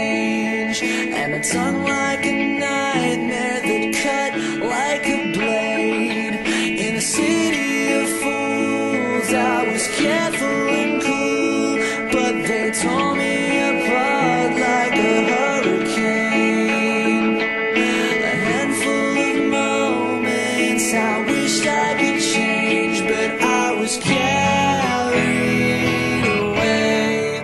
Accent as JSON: {"language": "Italian", "country": "Switzerland", "tie": "born there", "said": "io sono nato in Svizzera e quindi non sono stato neanche battezzato, e sono cresciuto sempre con un convinto sano ateismo."}